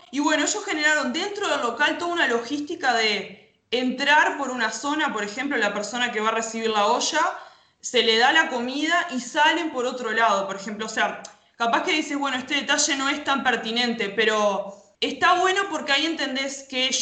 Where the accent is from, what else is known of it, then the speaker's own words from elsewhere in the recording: Rocha, Uruguay; now in Montevideo, Uruguay; Yo puntualmente soy de Rocha y bueno, obviamente abandoné la idea de irme para ver a mi familia por esto, ¿no? Que justamente estoy en Montevideo